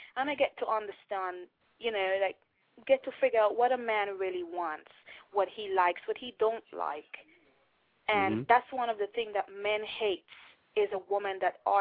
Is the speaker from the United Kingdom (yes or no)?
yes; United Kingdom; I'm not Jamaican. I am from.